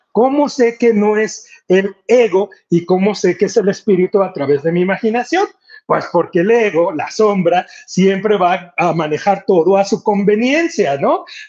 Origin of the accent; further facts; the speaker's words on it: Mexico; O sea, bueno, pues somos mexicanos, así nos decimos, ¿no?